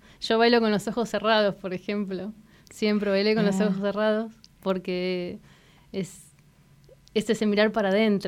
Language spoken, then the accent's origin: Spanish; Bahía Blanca, Buenos Aires Province, Argentina; moved away as an adult; now in La Pampa, Argentina; Yo soy de Bahía Blanca, como contabas. Me fui a estudiar, cuando terminé el secundario, a Buenos Aires, a estudiar comunicación social, periodismo. Y bueno, cuando terminé la carrera había conocido en el verano a alguien de acá de La Pampa y me vine para acá.